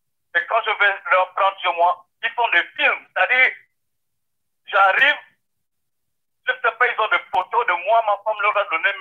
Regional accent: Gabon; Moi, je suis de nationalité gabonaise. Je suis gabonais.

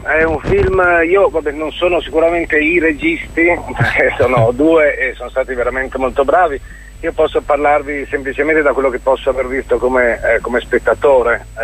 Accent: Veneto, Italy; io lo dico da veneto perché appunto non appartengo neanche culturalmente a quell'area

